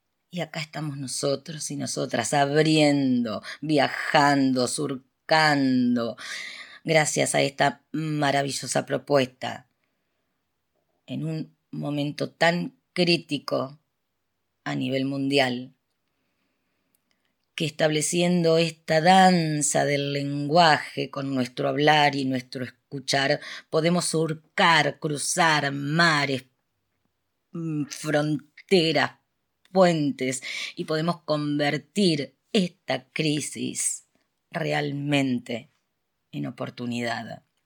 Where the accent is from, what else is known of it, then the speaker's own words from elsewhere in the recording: Rosario, Santa Fe, Argentina; de Rosario, Argentina.